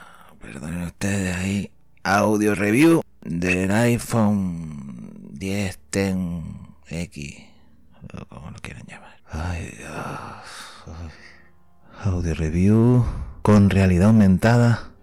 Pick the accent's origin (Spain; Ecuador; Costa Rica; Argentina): Spain; Canary Islands; accent: Canarian; puedo decir que soy de Canarias, ¿no? Ya mi acento me delata